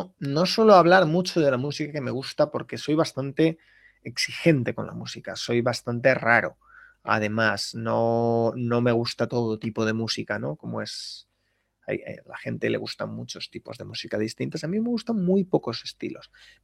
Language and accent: Spanish; Valladolid, Castile and León, Spain; now in Seville, Spain; Soy de Valladolid. Viví durante 11 años en León. Ahora vivo en Sevilla, pero yo soy de Valladolid.